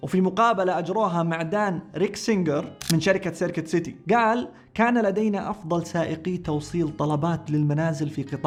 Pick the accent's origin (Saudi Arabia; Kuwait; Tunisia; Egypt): Saudi Arabia; اللي عندنا في السعودية